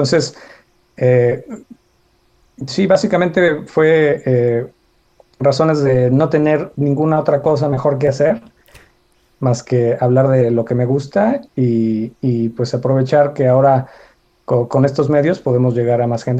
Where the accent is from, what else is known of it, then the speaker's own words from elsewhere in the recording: Guanajuato, Mexico; now in Austin, United States; me mudé a Estados Unidos hace poco, estoy viviendo ahora en Austin, Texas, yo soy de Guanajuato, México